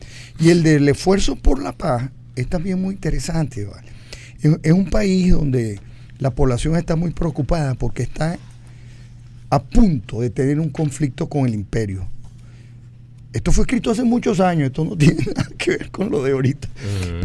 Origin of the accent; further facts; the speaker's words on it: Venezuela; Sí, como somos los venezolanos.